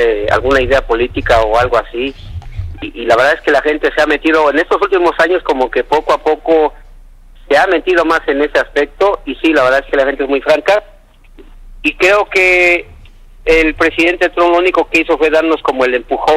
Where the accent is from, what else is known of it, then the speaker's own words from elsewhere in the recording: Mexico; now in United States; nosotros como mexicanos necesitamos hacer algo aquí de este lado para que se haga sentir en México